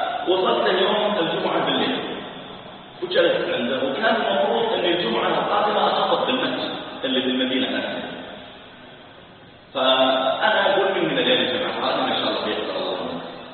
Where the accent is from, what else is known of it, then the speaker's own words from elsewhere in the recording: Saudi Arabia; قلت انا ترى تصديق كبير عندنا في السعوديه